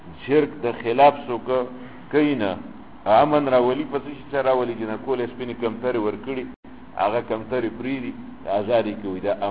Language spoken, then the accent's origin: Pashto; Pakistan; ما د مصر نه یم د پاکستان یم پاکستانی